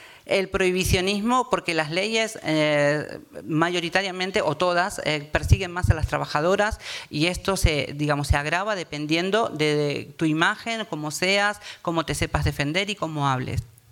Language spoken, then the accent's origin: Spanish; Argentina; now in Spain; yo tengo doble nacionalidad, soy argentina, española. Ahora migro como española a Europa porque hay más dinero. ¿Qué voy a hacer aquí? En un tiempo migré de Argentina para aquí porque había más dinero aquí.